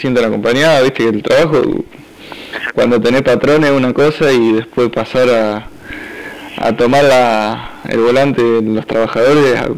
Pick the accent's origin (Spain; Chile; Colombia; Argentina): Argentina; La Plata, Buenos Aires Province; Sí, yo trabajo con fábrica recuperada acá en la provincia de Buenos Aires. Somos de La Plata